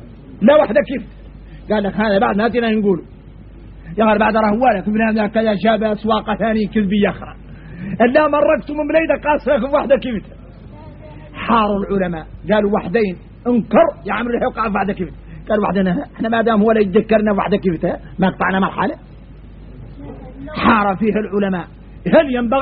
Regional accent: Mauritania; نرجع لبعض الشبه اللي عندنا احنا موريتاني

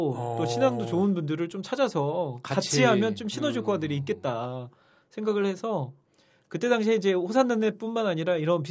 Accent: Iksan, North Jeolla, South Korea; 제가 이제 고향이 전라북도 익산인데

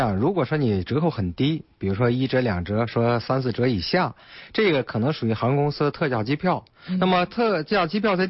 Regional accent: China; 看樱花的，看什么？也说明了我们中国人这个生活水平提高，是吧？

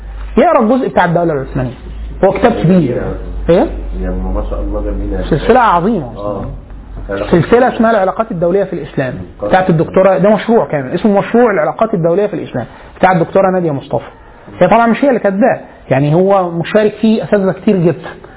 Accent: Egypt; ده حتى مش الالم بتاعنا كمصري

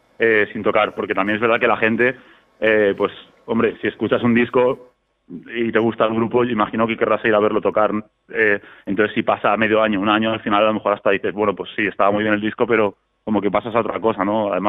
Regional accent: Spain; Está claro que, pues que somos españoles y que primero tendremos que pelear por aquí

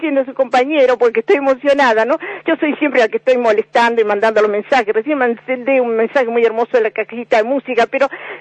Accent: Argentina; como argentino no hemos olvidado muchas cosas.

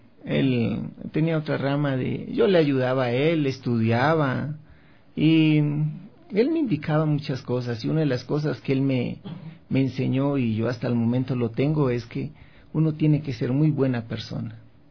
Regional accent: Cali, Valle del Cauca, Colombia; also born or lived in Pereira; Estuvimos en Cali, que fue mi nacimiento, mi niñez. De ahí nos fuimos a la ciudad de Pereira, Risaralda, una ciudad muy bonita

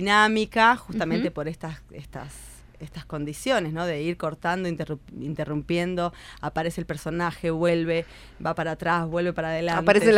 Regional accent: Mendoza, Argentina; moved away; Soy de Mendoza, Argentina, pero bueno, vivo acá hace 18 años.

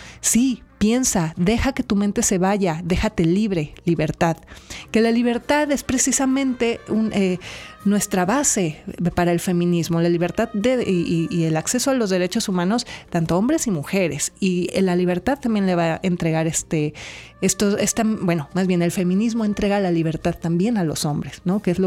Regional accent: Colima, Mexico; Yo crecí en Colima, que es un lugar muy pequeño

